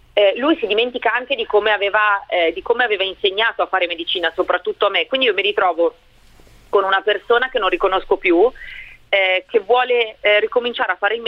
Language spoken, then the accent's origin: Italian; Milan, Lombardy, Italy; io sono rimasta a casa a Roma, anche se io sono di Milano